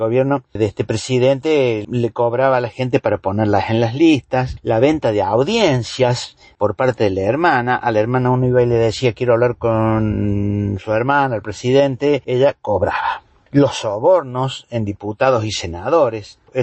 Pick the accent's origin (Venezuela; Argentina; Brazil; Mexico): Argentina; La realidad que estamos viviendo como pueblo argentino